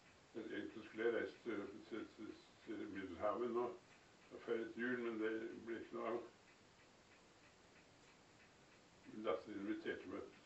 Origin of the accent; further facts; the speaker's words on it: Moss, Østfold, Norway; born there; Jeg er født i Moss, ja.